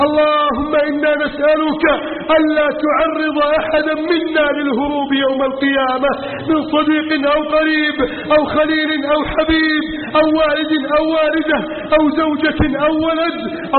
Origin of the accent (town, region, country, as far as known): Egypt